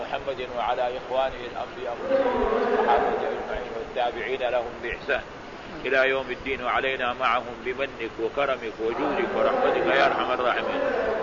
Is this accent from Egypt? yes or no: no; Baghdad, Baghdad Governorate, Iraq; حدثنا بهذا الحديث في بلد بغداد في بلدي بغداد